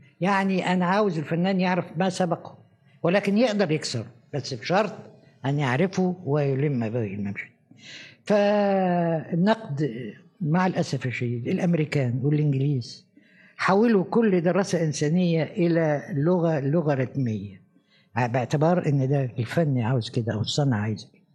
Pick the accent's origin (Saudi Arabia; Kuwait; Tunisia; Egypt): Egypt; لكن أنا لما جيت من مصر لروما